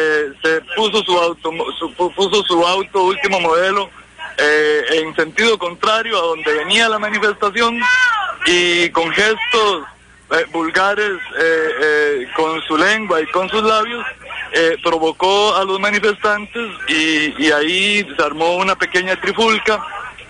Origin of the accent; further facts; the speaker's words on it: Costa Rica; Y soy un costarricense que no se siente pico frente a estas circunstancias.